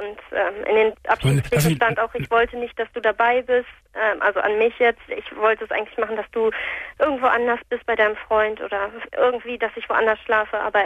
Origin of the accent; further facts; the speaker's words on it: Hamburg, Germany; wir kommen hier aus Hamburg.